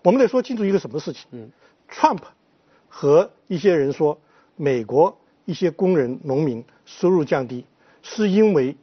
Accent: China; 我们中国人民和中国从来没有占过美国人民的便宜

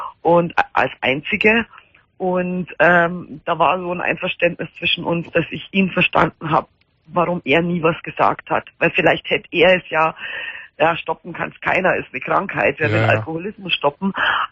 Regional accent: Bavaria, Germany; Ja, so drei halbe, wie man bei uns in Bayern sagt, vom stärksten Bier.

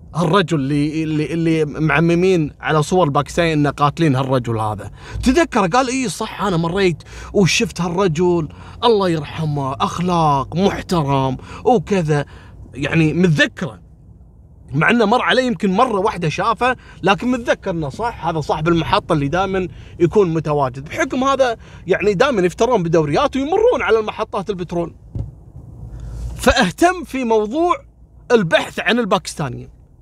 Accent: Kuwait; احنا عندنا في الكويت قبل كنا مثلا البنغلاديشي يعني نبعده

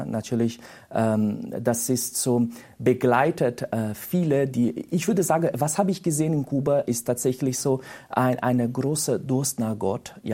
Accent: Brazil; German is a second language; Ja, man muss sagen, auch in Brasilien, ich komme aus Brasilien, dass wir verlieren so 1%

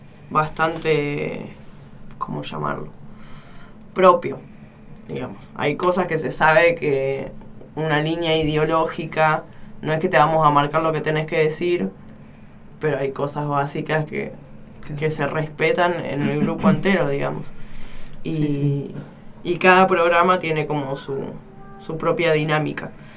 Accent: El Bolsón, Río Negro, Argentina; del Bolsón, Río Negro.

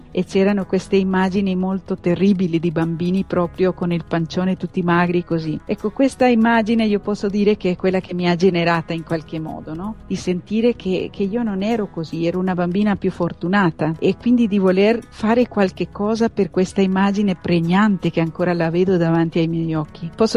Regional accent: Costa Rica; now in Padua, Italy; Io vengo da un paese lontano nell'America centrale che si chiama Costa Rica, un piccolo paese.

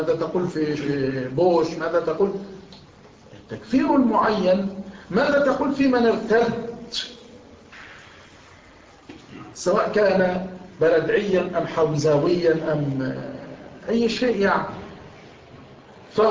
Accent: Dakahlia, Egypt; أن أحد مفتشي الأوقاف عندنا في الدقهلية

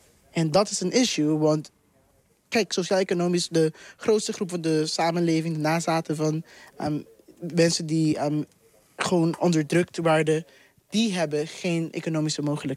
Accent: Curaçao; Kijk, ik kom zelf uit Curaçao.

